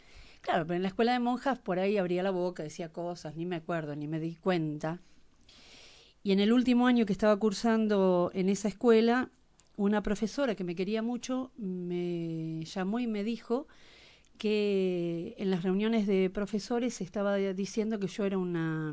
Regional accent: Ramos Mejía, Buenos Aires Province, Argentina; yo me crié en Ramos Mejía, que es un barrio del Gran Buenos Aires. O sea que soy porteña, acá me llaman porteña, pero en realidad soy una nacida y criada en un barrio.

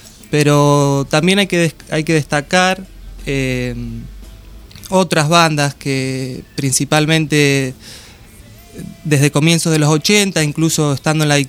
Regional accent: Argentina; que digamos que las tenemos en nuestro inconsciente rockero como argentinos

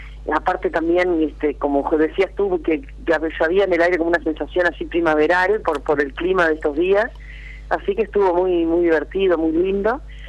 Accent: Paysandú, Uruguay; also born or lived in Montevideo; me siento muy uruguaya, ¿no? Me siento sobre todo litoraleña, yo soy de Paysandú, uh-huh. A pesar de haber vivido muchos años en Montevideo, no pierdo ese sentimiento de mi río

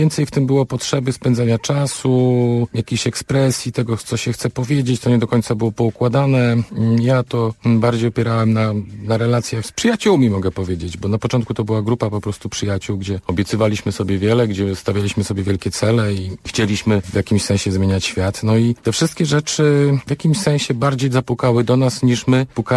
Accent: Szczecin, West Pomeranian Voivodeship, Poland; ja nie jestem z Goleniowa oryginalnie i w 96 roku byłem szczecinianinem

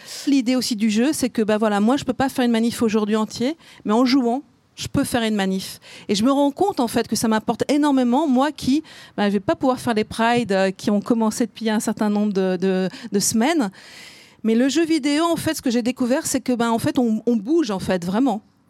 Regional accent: Lille, Hauts-de-France, France; now in Montpellier, France; Donc moi, je suis d'une ch'ti, je suis de Lille. Maintenant, je suis à Montpellier.

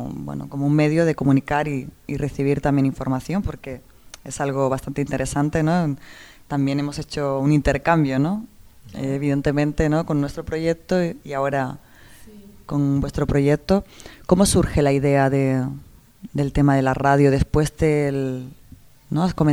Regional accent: Barcelona, Catalonia, Spain; Como también nosotros que venimos desde Barcelona

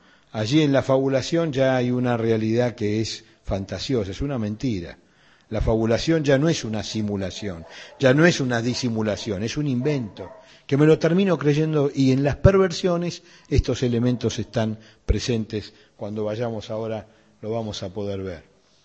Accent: Buenos Aires, Argentina; yo de chico en Pompeya

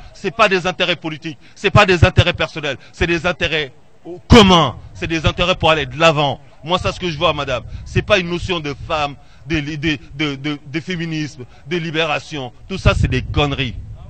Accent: Orléans, Centre-Val de Loire, France; En fait, moi, je ne suis pas d'ici, mais je suis d'Orléans.

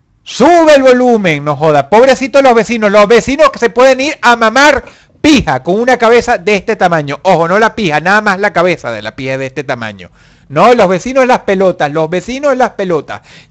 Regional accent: Caracas, Venezuela; Caracas, la ciudad de donde yo nací en Baruta. En una clínica de la que no quiero acordarme. Y viví hasta los 25 años en la urbanización Miranda.

